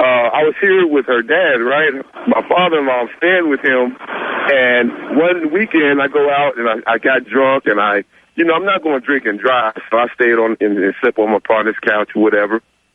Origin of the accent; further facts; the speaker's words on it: East Coast, United States; I'm 27, man. I'm from the East Coast. I just came over here to work and stuff, man.